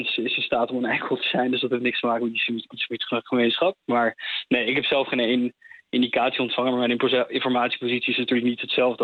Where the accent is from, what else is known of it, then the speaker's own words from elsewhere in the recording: Netherlands; zeker 4 mei, dat draait om onze eigen geschiedenis als Nederlanders en om de wereldoorlog die heeft plaatsgevonden.